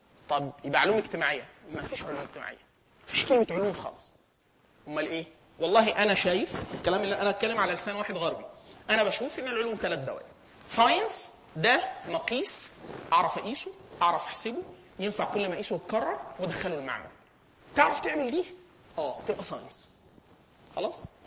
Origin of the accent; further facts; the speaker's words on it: Egypt; خلاص الانجليزيه رديئه لان احنا كمصريين التعليم بتاعنا يعني حط ميزه اضافيه في اللغه الانجليزيه بتاعتنا